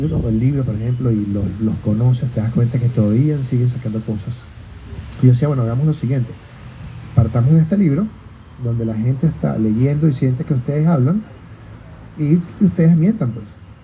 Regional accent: Venezuela; now in Chile; siendo migrante venezolano y habiendo tanta cultura en Chile

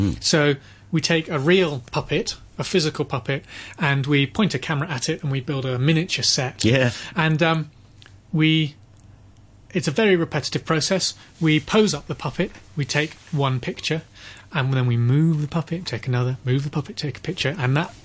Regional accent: Bristol, South West England, United Kingdom; Is my hometown, and Gromit's hometown for the studio.

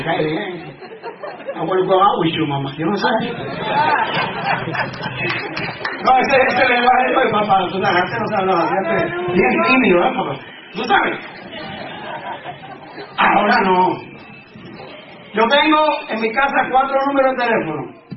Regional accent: Mexico; Pero estatua de ídolo, como mexicano ninguno.

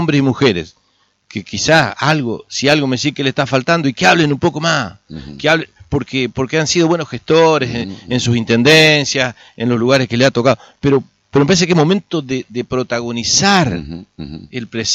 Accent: Arroyo Barú, Entre Ríos, Argentina; Yo ayer estuve en mi pueblo, Arroyo Barú. Nací en el hospital, en ese hospital donde nací, estuve en la escuela donde viví hasta los 5 años, estuve en la estación de ferrocarril donde viví hasta los 18 años. Yo tengo un origen, mis raíces están en este pueblo.

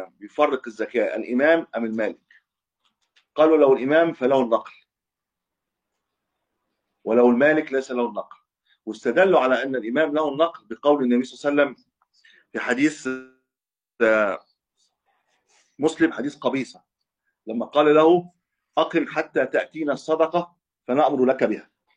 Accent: Cairo, Cairo Governorate, Egypt; يعني أنا من أهل القاهرة بخرج في القاهرة

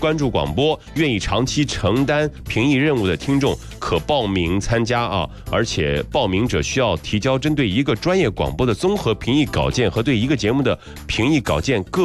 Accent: China; 其实我们看到的，除了我们中国人民到英国人民那边去造访

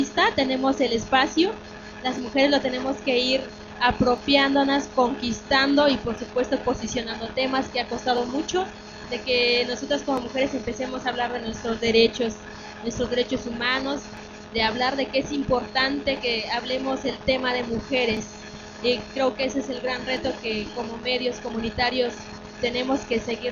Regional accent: Oaxaca, Mexico; yo soy de Oaxaca, México, de la radio comunitaria Mije Jambó.

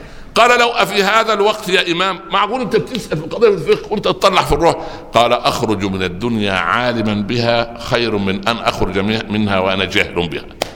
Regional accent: Upper Egypt, Egypt; يعني يقول عندنا في الصعيد مثلا قلبي على ولد فطر وقلب ولدي علي حجر

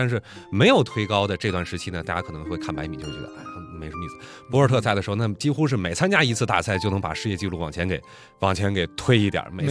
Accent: China; 因为2008年毕竟是在我们本土哈办理奥运会，从我们中国人，从我们国人的观感上来讲

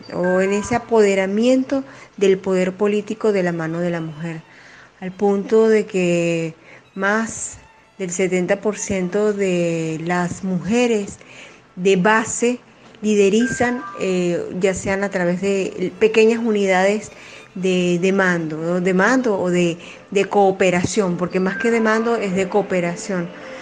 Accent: Venezuela; soy de Venezuela

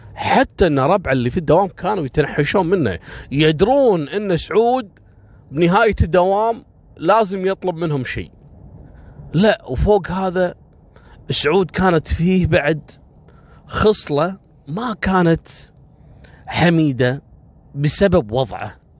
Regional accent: Kuwait; عندنا في الكويت،

